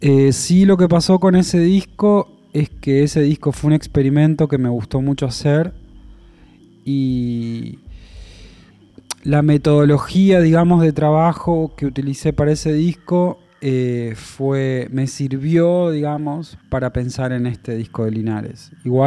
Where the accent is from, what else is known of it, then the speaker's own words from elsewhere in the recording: La Paz, Entre Ríos, Argentina; porque soy de La Paz, es como el porteño que nunca subió al obelisco, ¿viste?